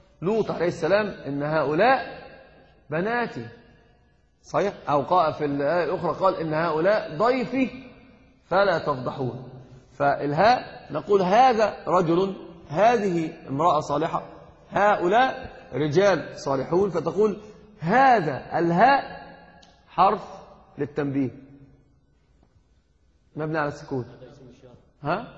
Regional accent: Egypt; أنا قلت لك حتى عندنا في مصر يقول ذي ذي

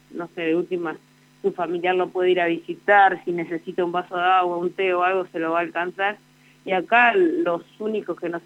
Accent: Santa Rosa, La Pampa, Argentina; Yo soy de acá, de Santa Rosa, tengo 30 años.

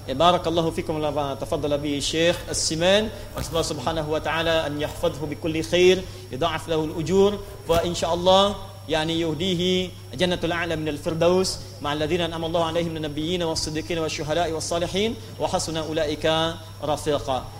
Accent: Pandeglang, Banten, Indonesia; born there; di Pandeglang di Menes ya di tempat kelahiran kami di Pandeglang di Matla Al Anwar ya di MA Matlaul Anwar

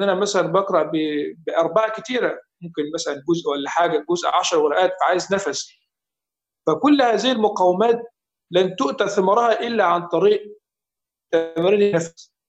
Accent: Egypt; يعني هذا ليس لان انا مصري واشيد الى قراء مصر

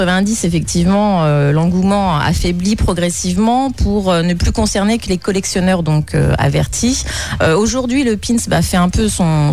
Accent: France; Donc c'est vraiment en 87 que chez nous en France

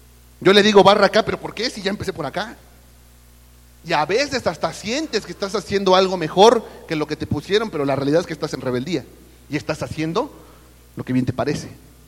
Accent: Mexico; Lo crean o no, yo también soy mexicano. Yo sé que a veces la apariencia no da la apariencia de europeo o algo así, pero soy mexicano.

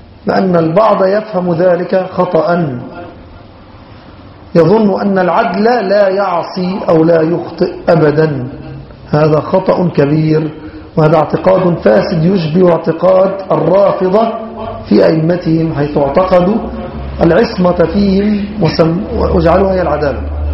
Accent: Egypt; ممن كان يعرف بالسنة في بلادنا مصر

